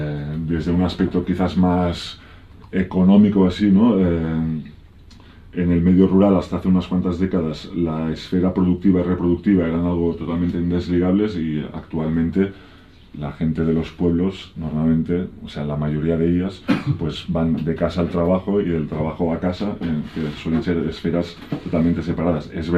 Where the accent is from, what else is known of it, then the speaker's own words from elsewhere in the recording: Barcelona, Catalonia, Spain; yo me crié en Barcelona y hace unos 20 años, ahora 20 años, que vivo en entornos de montaña, pues en núcleos abandonados, sobre todo por el Pirineo, aunque también viví unos años en las montañas de Prades, en el interior de Tarragona.